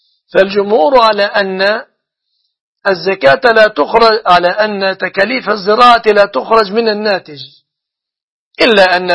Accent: Egypt; فالصداق في بلادنا مصر يتمثل في غالب الأحوال في أمور ثلاث

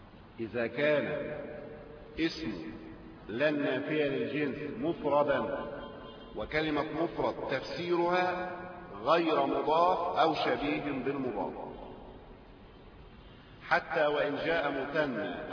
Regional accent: Egypt

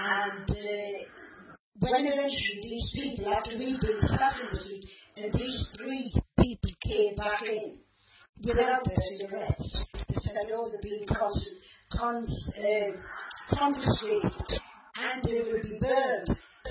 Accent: England, United Kingdom; I'm an English woman.

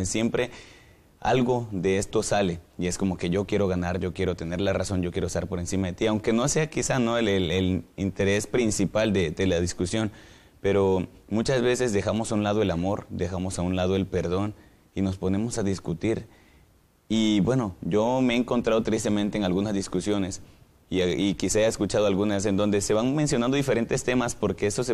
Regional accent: Cárdenas, Tabasco, Mexico; soy de Cárdenas, Tabasco y estudio licenciatura en teología.

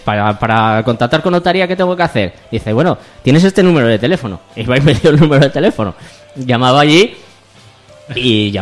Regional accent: Gijón, Asturias, Spain; No, soy de Gijón. Ah, no estás muy lejos.

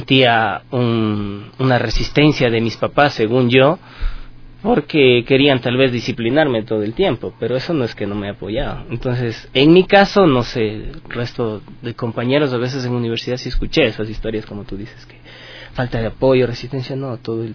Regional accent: Ambato, Tungurahua, Ecuador; en Ciudad de Ambato, de donde yo vengo

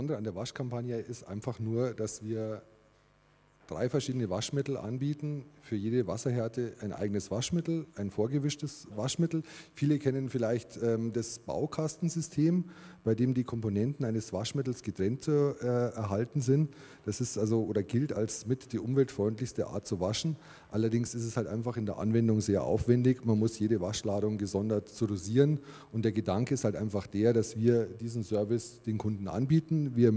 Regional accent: Munich, Bavaria, Germany; bin auch aus München.

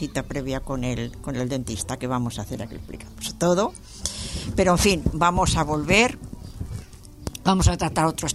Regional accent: Barcelona, Catalonia, Spain; born there; Yo soy catalana, ¿eh? Nací en Barcelona.

